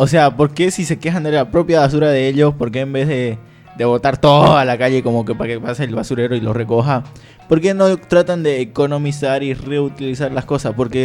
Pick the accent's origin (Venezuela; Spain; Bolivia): Bolivia; Yo no soy de Bolívar, pero porque juegan a Libertadores lo apoyaba porque soy boliviano.